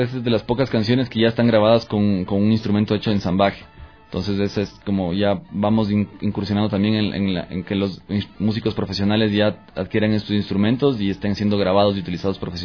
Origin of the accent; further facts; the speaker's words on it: Latacunga, Cotopaxi, Ecuador; born there; porque nací en la Tacunga y eso, son los bombos de Pujilí, que hay allá